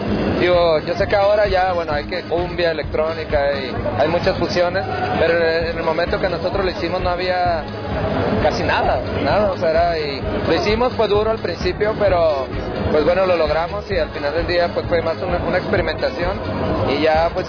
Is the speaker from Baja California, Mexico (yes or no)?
yes; Tijuana, Baja California, Mexico; nosotros somos de Tijuana, es una ciudad que pues está al lado de la frontera. Crecimos con la música electrónica y la música de banda y norteño, pues era lo que es lo que suena allá.